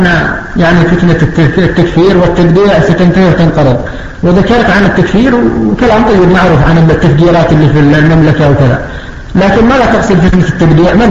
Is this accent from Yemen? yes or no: yes; Yemen; لكن الأمور الآن المتأخرة الآن عندنا في اليمن